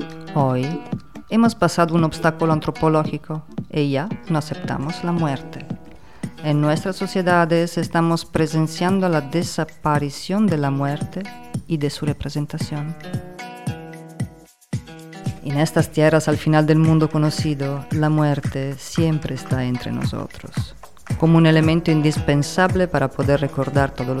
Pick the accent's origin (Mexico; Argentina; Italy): Italy; si supieran que también soy italiana, me quemarían en el fuego, porque quién sabe si transporto la nueva plaga además de mi pasaporte